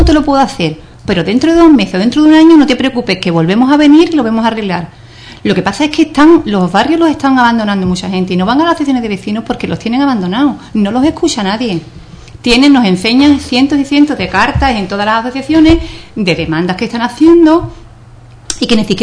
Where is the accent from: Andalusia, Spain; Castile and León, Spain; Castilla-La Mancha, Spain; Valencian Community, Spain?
Andalusia, Spain; Ubrique; los ciudadanos somos los ciudadanos de Ubrique, todos en general, somos los que hacemos el pueblo